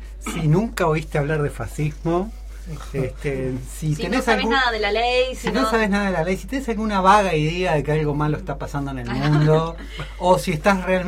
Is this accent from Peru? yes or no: yes; Peru; Si soy peruano también.